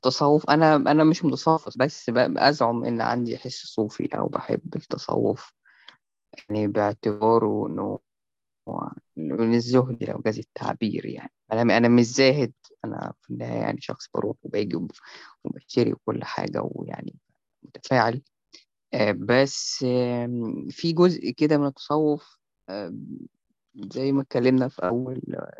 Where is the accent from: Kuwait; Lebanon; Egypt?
Egypt; Cairo, Cairo Governorate; وأنا يعني ابن القاهرة